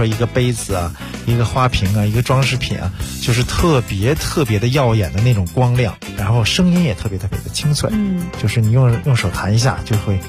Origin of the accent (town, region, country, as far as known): China